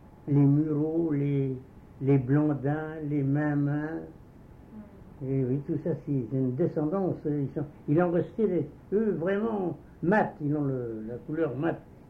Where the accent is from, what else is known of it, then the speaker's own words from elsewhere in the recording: Vauguinet, Centre-Val de Loire, France; Je suis né à Vauguinet.